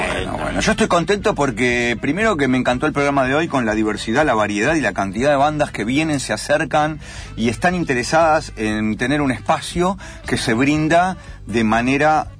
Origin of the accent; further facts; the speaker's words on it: Argentina; Sí, soy argentino.